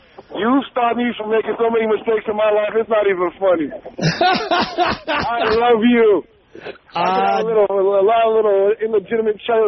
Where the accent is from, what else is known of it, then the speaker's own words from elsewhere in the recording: San Francisco, California, United States; born and raised in San Francisco.